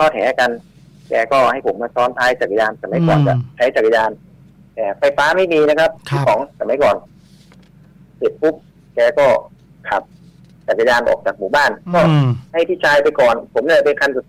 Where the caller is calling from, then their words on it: Phra Khanong, Bangkok, Thailand; พระโขนงครับพี